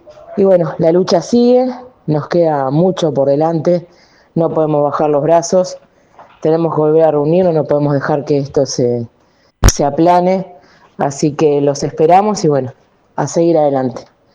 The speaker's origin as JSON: {"language": "Spanish", "country": "Uruguay", "said": "que como uruguayos, más allá de que estén del otro lado de la orilla, sigan siendo parte de las elecciones"}